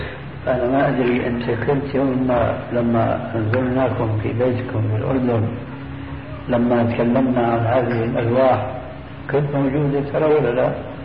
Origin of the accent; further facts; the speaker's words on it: Damascus, Damascus Governorate, Syria; دمشقي آمين. فأنا زرت القدس